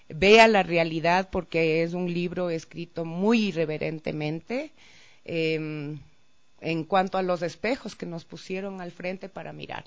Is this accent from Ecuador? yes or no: yes; Mindo, Pichincha, Ecuador; Yo fui criada en Mindo, en el noroccidente de Pichincha